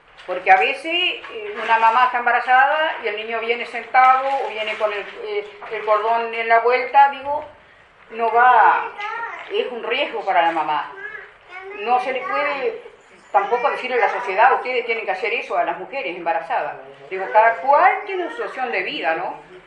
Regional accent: Río Negro, Uruguay; Nosotros somos de Río Negro, de Yun.

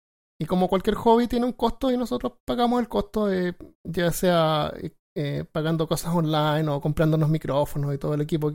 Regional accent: Chile; now in United States; yo obviamente soy chileno, llegué acá a Estados Unidos como por ahí por el 2005

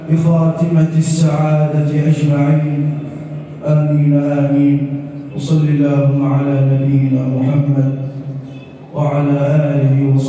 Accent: Egypt; واجعل بلدنا مصر راحة للأمن والأمان والسلم والسلام

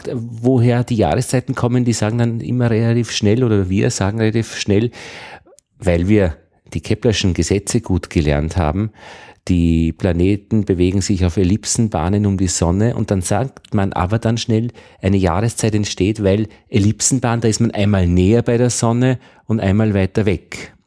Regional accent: Upper Austria, Austria; Und ich bin aus Oberösterreich, wir haben immer bemerkt, dass wenn man nach Wien kommt, die Wiener so 2-3 Wochen vorne sind.

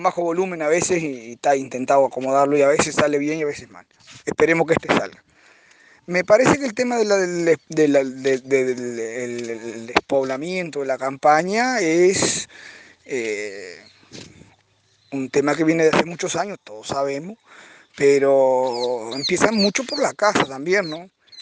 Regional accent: Caraguatá, Tacuarembó, Uruguay; porque es más pueblito. Y de ahí todos se van para Montevideo, o a Tacuarembó, o a Melo. Caraguatá es mi pueblo, es mi zona.

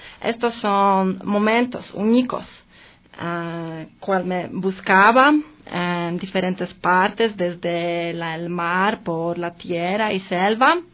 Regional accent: Poland; Spanish is a second language; Vivo en Ecuador casi 2 años y quisiera compartir mi experiencia sobre la cultura diferente para mí porque soy de Polonia.

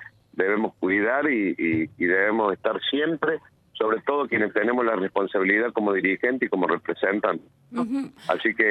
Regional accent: Argentina; somos argentinos y nos tenemos que cuidar

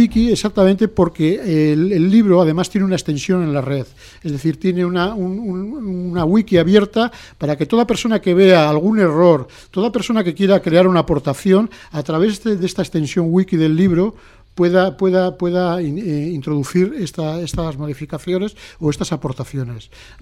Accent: Bilbao, Basque Country, Spain; yo no soy ni de Madrid ni de Barcelona, yo soy de Bilbao.

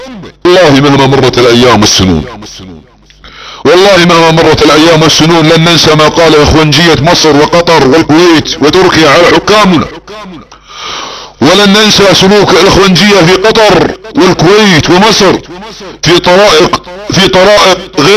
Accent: Saudi Arabia; احتلال بلادنا السعودية سياسيا فكريا مجرد امنيات ستذروها الرياح

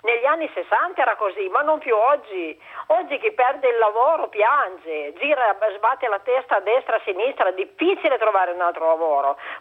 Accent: Piedmont, Italy; Io sono nell'Astigiano, io sono piemontese

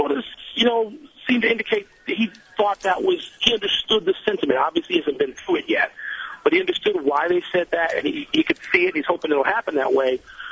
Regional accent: Chicago, Illinois, United States; I've known many, many, many, many, many years, as we grew up in Chicago together.

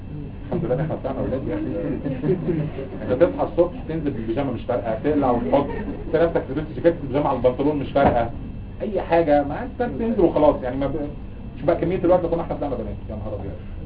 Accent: Egypt; بس احنا بتعرف عندنا في مصر الاصاله والعراقه والحضاره 7000 سنه

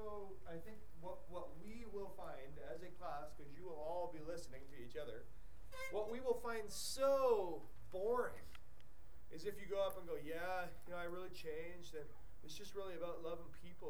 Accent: Canada; we didn't speak Creole, except we spoke French by virtue of being Canadian

